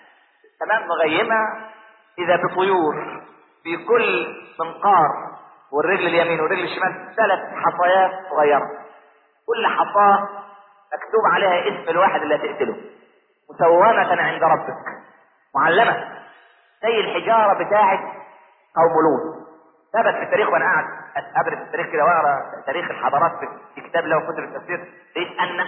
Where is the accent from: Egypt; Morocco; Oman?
Egypt; عشان احنا ما كناش كمصريين نتقي الله في دولتنا